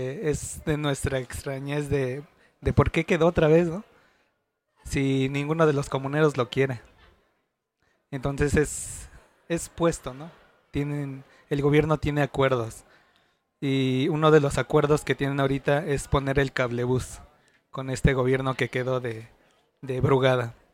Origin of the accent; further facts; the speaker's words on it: Santa Ana Tlacotenco, Mexico City, Mexico; de la comunidad indígena Nahua del pueblo de Santana Tlacotenco.